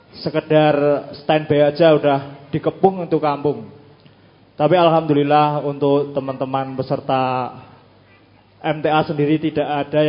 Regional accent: Bantul, Special Region of Yogyakarta, Indonesia; di daerah Bantul, di kampung halaman saya sendiri, di tempat kelahiran saya.

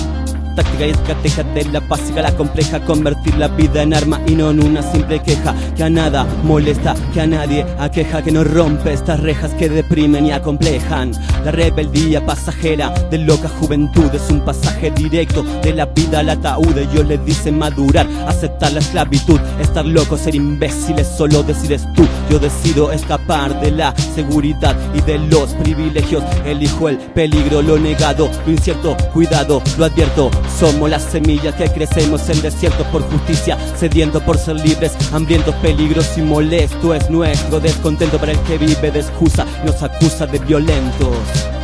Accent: Argentina; porque ahí en Chile, yo soy de Argentina, ¿no?

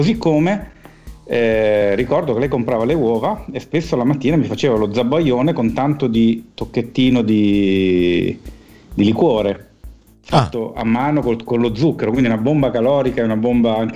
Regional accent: Milan, Lombardy, Italy; also born or lived in Naples; io come sapete sono di nascita napoletano, sebbene sia cresciuto a Milano fin da quando avevo, credo, un mese, quindi tutti i miei ricordi sono milanesi

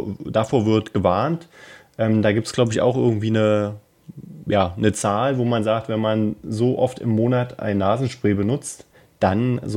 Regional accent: Berlin, Germany; Wir sind ja Berliner.

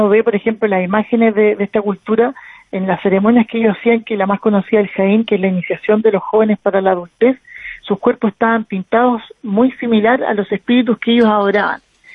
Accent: Santiago, Santiago Metropolitan Region, Chile; now in Punta Arenas, Chile; yo soy de Santiago de Chile, la capital, pero yo, mi mujer es de acá, de Punta Arenas, y nosotros pensamos radicarnos acá a futuro.

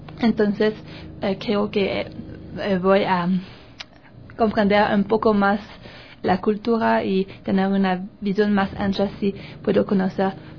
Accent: Canada; Spanish is a second language; Sí, las frutas tienen más sabores que en Canadá. Por ejemplo, aquí las naranjas son verdes y en mi país son naranja

